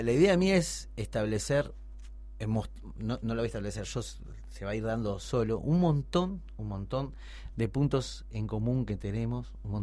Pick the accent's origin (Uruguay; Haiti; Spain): Uruguay; soy un uruguayo fronterizo y por mi edad soy modelo 75, soy un doble chapa.